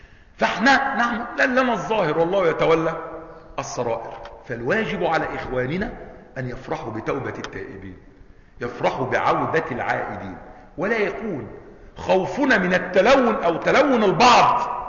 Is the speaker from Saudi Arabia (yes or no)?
no; Egypt; ليس مثلنا احنا مصريين، انت كذا